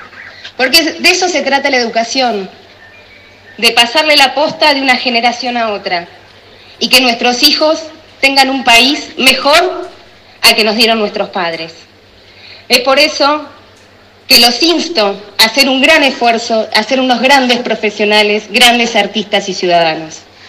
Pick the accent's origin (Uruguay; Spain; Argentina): Argentina; Tandil, Buenos Aires Province; born there; porque nací en Tandil y vi las luchas y los reclamos.